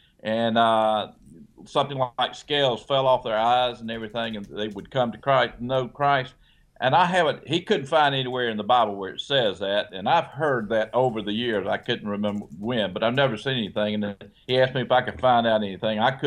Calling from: Albany, Georgia, United States; I'm from Albany, Georgia.

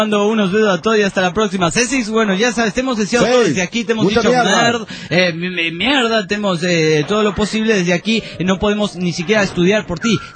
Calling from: Pucallpa, Ucayali, Peru; de Pucallpa, Perú.

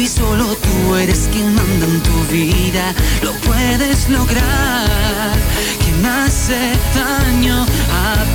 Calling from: Don Torcuato, Buenos Aires Province, Argentina; de Don Torcuato.

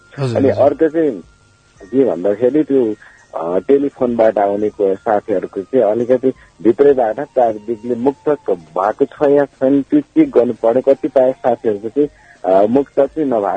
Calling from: Koshi Province, Nepal; म यता खोटाङबाट

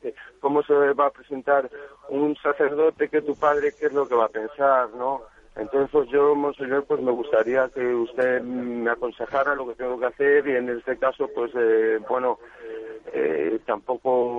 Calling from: Madrid, Community of Madrid, Spain; de Madrid.

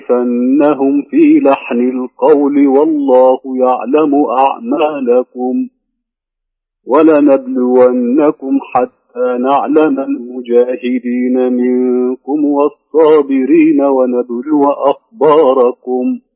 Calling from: Al-Ahsa, Eastern Province, Saudi Arabia; من الاحساء.

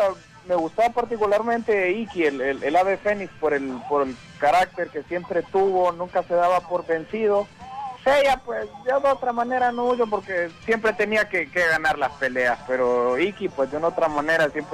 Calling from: Tegucigalpa, Francisco Morazán, Honduras; Aquí de Tegucigalpa, ya listo.

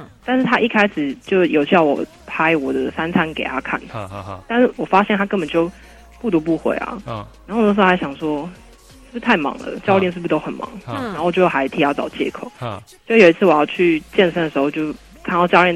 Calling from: Taoyuan, Taiwan; 我是桃园的

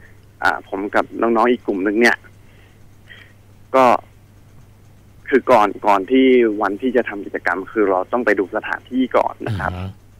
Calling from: Nakhon Sawan, Thailand; โทรมาจากนครสวรรค์ครับ

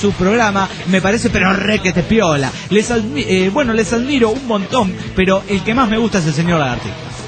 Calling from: Bahía Blanca, Buenos Aires Province, Argentina; Hola, soy … de Bahía Blanca, República

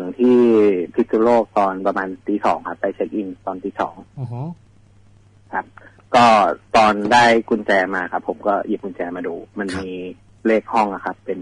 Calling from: Bangkok, Thailand; กรุงเทพครับ

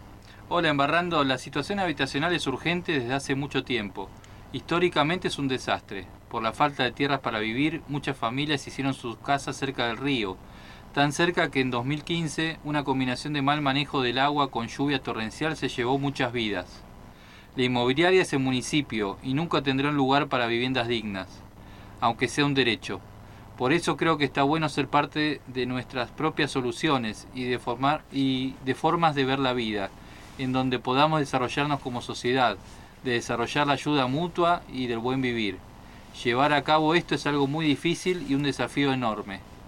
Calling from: Río Ceballos, Córdoba, Argentina; de Río Ceballos, Córdoba.

